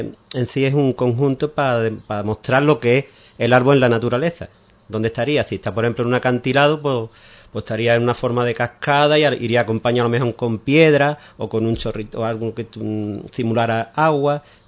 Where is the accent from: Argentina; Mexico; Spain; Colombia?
Spain; Ubrique, Andalusia; somos gente de Ubrique y, como hemos dicho antes, de toda, prácticamente toda la provincia